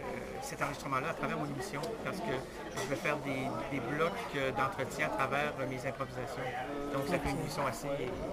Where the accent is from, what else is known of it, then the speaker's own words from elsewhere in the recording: Quebec City, Quebec, Canada; Moi, je viens de Québec.